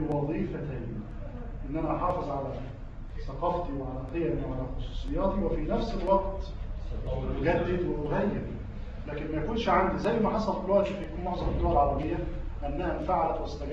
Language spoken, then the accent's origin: Arabic; Egypt; ده ورد عندنا في مصر في فلسفه التعليم